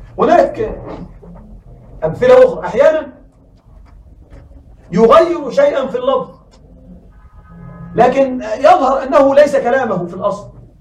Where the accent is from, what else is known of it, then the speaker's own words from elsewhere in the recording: Egypt; عندنا في مصر يوجد عبارة في العامية لكن يمكن أن نقولها بالفصحى